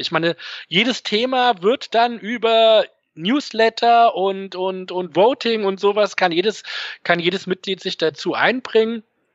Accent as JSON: {"language": "German", "town": "Frankfurt am Main", "region": "Hesse", "country": "Germany", "tie": "born or raised there", "said": "Und dann komme ich aus Frankfurt am Main. Ich bin hier auch groß geworden."}